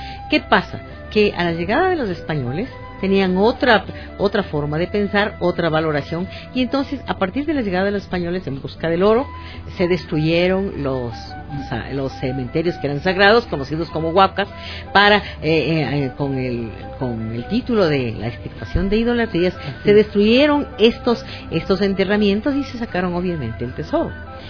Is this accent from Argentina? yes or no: no; Ecuador; para ser lo que somos ecuatorianos.